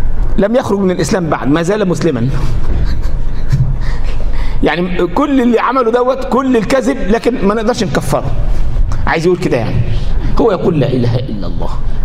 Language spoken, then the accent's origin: Arabic; Upper Egypt, Egypt; احنا عندنا في الصعيد يقول لك العقول، ما يقولش العقول، العجول.